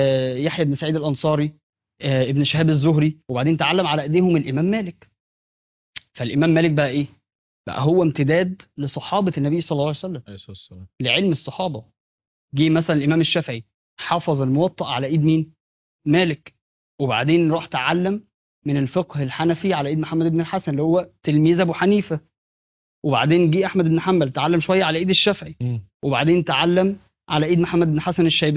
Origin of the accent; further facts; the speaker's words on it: Egypt; عندنا في مصر، فعشان بس ما نقولش معلومات